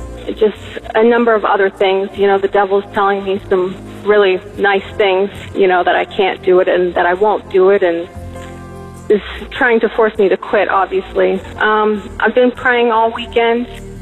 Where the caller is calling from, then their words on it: Florida, United States; I'm calling from South Florida.